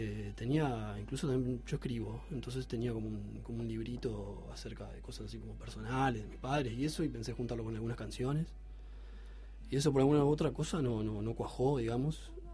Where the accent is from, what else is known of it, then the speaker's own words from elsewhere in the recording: Montevideo, Uruguay; Tuve un grupo así como muy breve, con amigos, con amigos del barrio. Yo soy de Malvin Norte